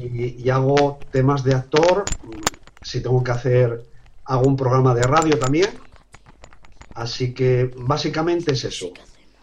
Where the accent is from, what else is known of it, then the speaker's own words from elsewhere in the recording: Gijón, Asturias, Spain; Soy de Gijón, Asturias.